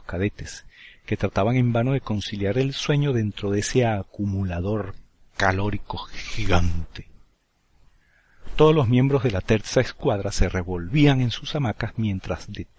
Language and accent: Spanish; Caracas, Capital District, Venezuela; Recordad que nací y me crié en Caracas, una ciudad situada a 1000 metros de altura y que goza de un clima templado muy agradable.